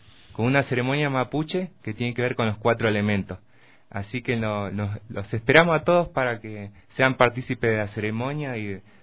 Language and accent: Spanish; Patagonia, Argentina; para volver el 26 de septiembre a mi pueblo, porque ya vuelvo a la Patagonia ahí